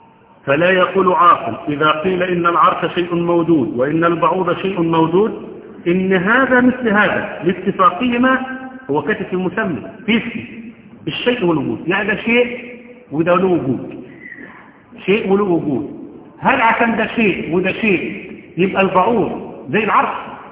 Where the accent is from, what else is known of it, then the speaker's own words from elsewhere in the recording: Egypt; حتى احنا عندنا كمصريين